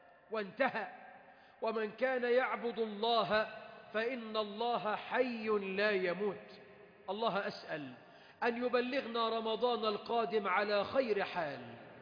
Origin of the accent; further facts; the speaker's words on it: Egypt; اللهم احفظ بلدنا مصر من شر الأشرار